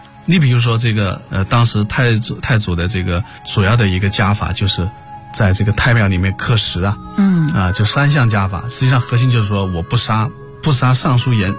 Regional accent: China; 首先你看我们中国人就是比较崇拜祖宗了

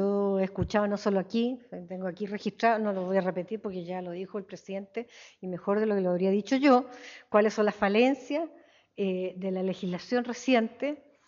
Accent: Puente Alto, Santiago Metropolitan Region, Chile; born there; yo además nací en Puente Alto, así que soy puentealtina, una comuna bien grande.

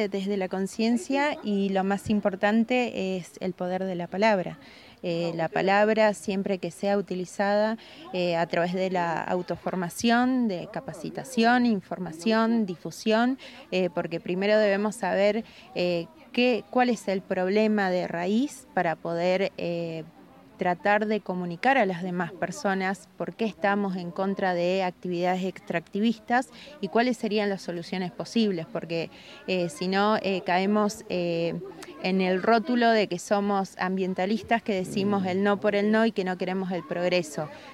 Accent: Puerto Santa Cruz, Santa Cruz, Argentina; del Movimiento Patagonia Libre. Soy de Piedra Buena, Santa Cruz, Argentina.

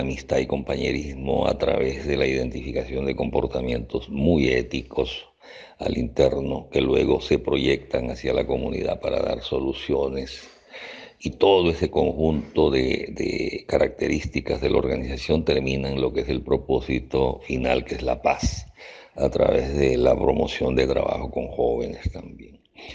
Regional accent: Peru; now in Venezuela; soy ingeniero mecánico peruano, tengo 42 años en Venezuela, me vine muy joven con la intención de pasar un mes en Venezuela

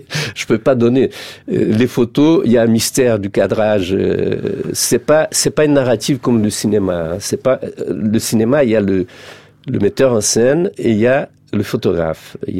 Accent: Rio de Janeiro, Brazil; born there; French is a second language; je suis né à Rio, je suis pas rural, je suis citadin

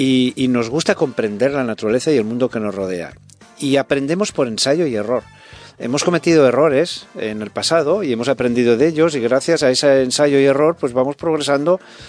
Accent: Spain; Entonces, eso yo creo que, como español, me siento muy avergonzado que España haya reaccionado de esa manera.

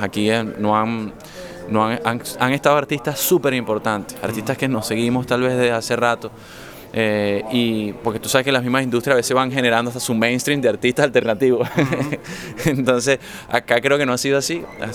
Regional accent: Caracas, Capital District, Venezuela; soy de Caracas, Venezuela, vivo en Caracas. Uh-huh. Esa es una ciudad cósmica, ciudad capital, con muchas influencias de todas partes por el tema de intercambio político, comercial, con otros países.

